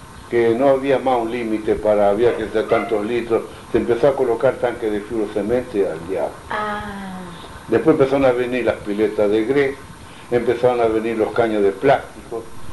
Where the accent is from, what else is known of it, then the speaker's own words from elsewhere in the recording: Italy; yo me acuerdo siempre que soy italiano